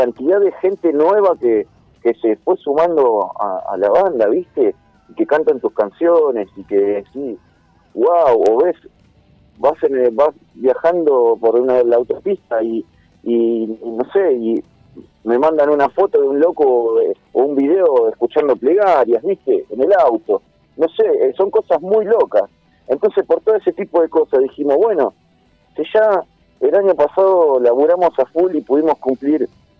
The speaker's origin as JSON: {"language": "Spanish", "town": "Escobar", "region": "Buenos Aires Province", "country": "Argentina", "said": "a nosotros que somos de Escobar, de José Paz, es muy loco ir a tocar a San Justo"}